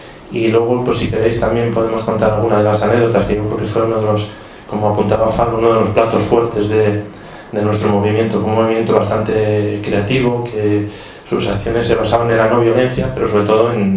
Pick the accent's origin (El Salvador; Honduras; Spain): Spain; Gijón, Asturias; soy de Chichón. Somos de Chichón los tres